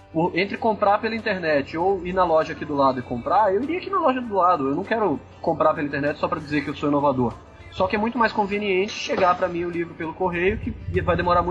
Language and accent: Portuguese; Bahia, Brazil; Sim, eu sou baiano, eu sou preguiçoso por definição.